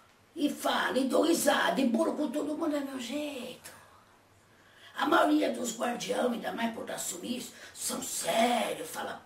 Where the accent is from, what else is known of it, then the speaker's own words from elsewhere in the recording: Minas Gerais, Brazil; Mineiro, ué!